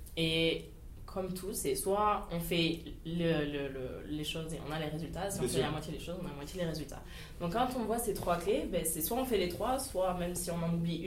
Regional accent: Agen, Nouvelle-Aquitaine, France; also born or lived in Alsace; Aujourd'hui j'ai 23 ans … je suis née en Alsace, j'ai vécu 18 ans à Agen, je suis originaire d'une famille, tout ce qu'il y a plus de banal, toute ma famille est fonctionnaire chez du coup France Télécom, maintenant Orange, donc vraiment la classe moyenne

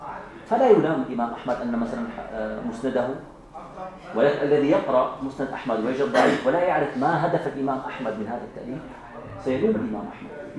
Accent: Syria; عندنا في الشام عندما يقال فلان خطه جميل يكتب التقارير يتعاون مع الأمن

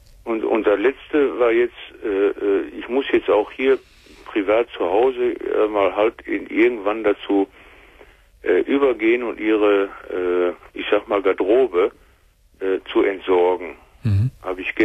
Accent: Germany; Ich bin Deutscher. Wir Westeuropäer

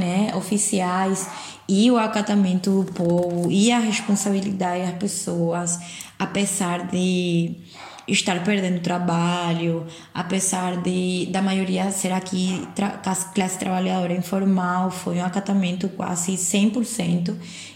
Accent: Paraguay; Portuguese is a second language; sou paraguaia, sou médica formada pela Universidade Federal de Pernambuco, mas atualmente, já na verdade faz uns 4 anos que eu estou morando no Paraguai de novo.

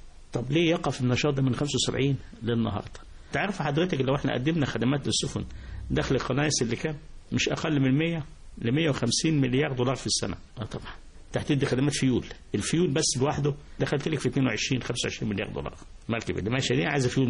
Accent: Port Said, Port Said Governorate, Egypt; أنا بورسعيدي، خدها بقى من بورسعيد، من البيئة هنا نعيشتها.

